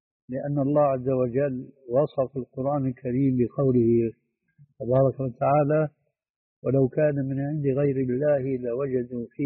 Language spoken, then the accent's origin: Arabic; Syria; وهو يجعلها كما يقول العامة عندنا في سوريا